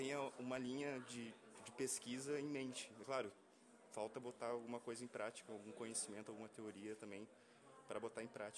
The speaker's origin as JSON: {"language": "Portuguese", "town": "Porto Alegre", "region": "Rio Grande do Sul", "country": "Brazil", "tie": "born or raised there", "said": "Eu tenho 28 anos, sou natural de Porto Alegre."}